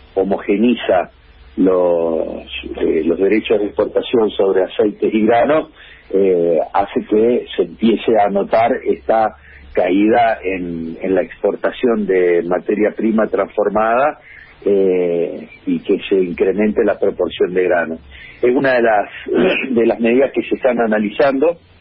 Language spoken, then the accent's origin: Spanish; Formosa, Argentina; Yo vengo de Formosa.